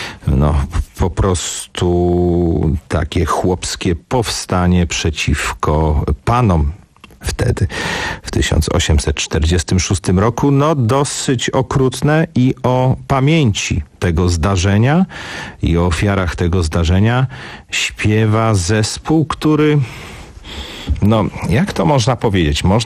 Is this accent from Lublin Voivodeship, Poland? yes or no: no; Warsaw, Masovian Voivodeship, Poland; jako warszawiak mogę powiedzieć, że w Pradze czuję się troszeczkę lepiej